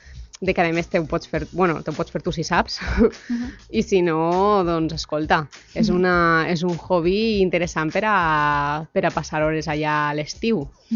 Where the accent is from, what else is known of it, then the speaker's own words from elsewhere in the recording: Valencian Community, Spain; jo que sóc del País Valencià i també d'un poble de costa